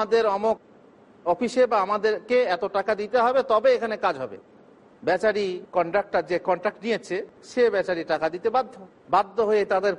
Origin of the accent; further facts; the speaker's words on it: Bardhaman, West Bengal, India; কোথায়? আমার এলাকা বর্ধমানে।